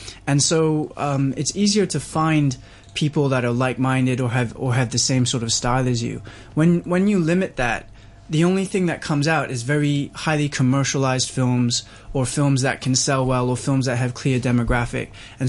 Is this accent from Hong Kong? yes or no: yes; Hong Kong; born there; I was born in Hong Kong. I am, you know, classic third culture. My dad's English Kiwi. My mom's born in Hong Kong, but she's Filipino.